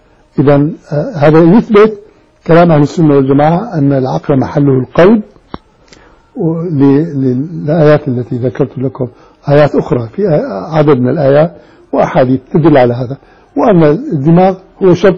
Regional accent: Damascus, Damascus Governorate, Syria; سكن عندنا في دمشق

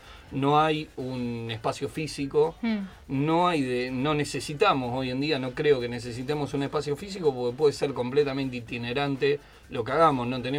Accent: Córdoba, Argentina; now in Buenos Aires, Argentina; yo soy de Córdoba, un pueblito, y venir acá a Buenos Aires

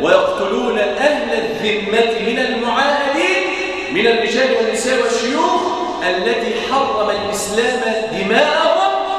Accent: Egypt; وأن يحفظ بلادنا مصر، وأن يجعلها راحة للأمن والأمان

